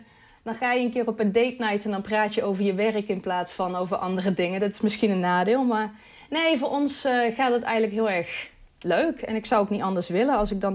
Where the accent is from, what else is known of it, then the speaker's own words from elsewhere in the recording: Netherlands; ik blijf wel een echte Hollander. Dus ik fiets gewoon naar werk.